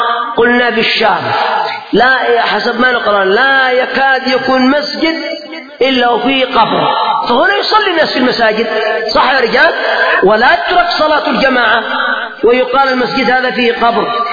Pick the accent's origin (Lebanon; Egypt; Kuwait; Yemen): Yemen; بخلاف يعني عندنا في اليمن الحمد لله الخير منتشر